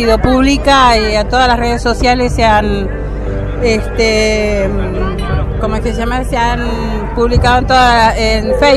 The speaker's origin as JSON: {"language": "Spanish", "town": "Puerto Deseado", "region": "Santa Cruz", "country": "Argentina", "said": "vengo del Puerto Deseado de la provincia de Santa Cruz. Pertenezco a una comunidad urbana mapuche tehuelche que se denomina Cuifique Quimón."}